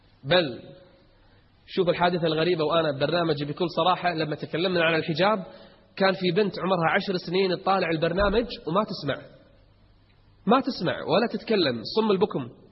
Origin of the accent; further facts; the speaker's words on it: Kuwait; اليوم أكثر تجمع عندنا بالكويت حصل